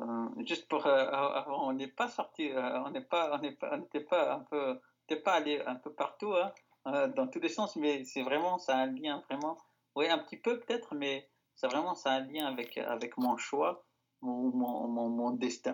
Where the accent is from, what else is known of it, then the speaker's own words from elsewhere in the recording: Algeria; J'ai grandi en Algérie. J'allais visiter l'Europe, et j'y retournerai en Algérie, de toute façon.